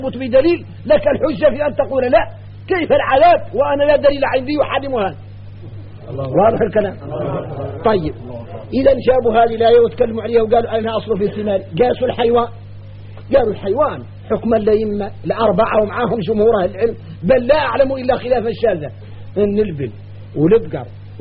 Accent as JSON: {"language": "Arabic", "country": "Mauritania", "said": "وراه الشايع عندنا احنا موريتاني يقولوا"}